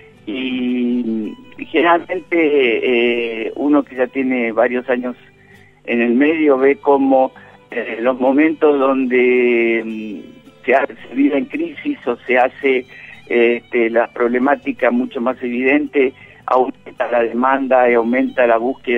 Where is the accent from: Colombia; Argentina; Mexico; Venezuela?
Argentina; Santiago del Estero; born there; now in Olavarría, Argentina; Yo nací en Santiago del Estero, pero bueno, he andado por muchos lados en el país y ya te digo, o sea, hace 20 y pico de años afianzado, con hijos echando raíces en Olavarría, nietos olavarriense